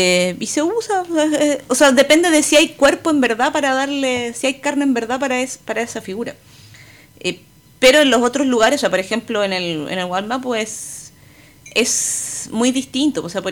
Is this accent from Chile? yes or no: yes; Santiago, Santiago Metropolitan Region, Chile; si bien yo me siento santiaguina y soy parte de la ciudad, etcétera, la conozco